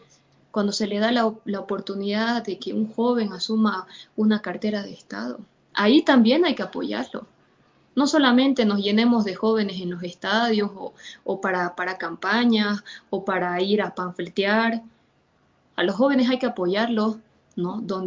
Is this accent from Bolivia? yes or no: yes; Bolivia; no vamos a negociar esa lucha como familia ni como pueblo boliviano que hemos dado ante nada